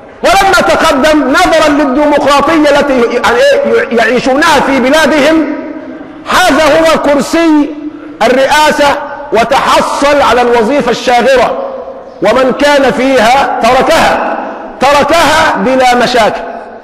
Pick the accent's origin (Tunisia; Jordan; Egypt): Egypt; لما قرأت تاريخ الدول وجدت أننا كمصريين نحسن التقليد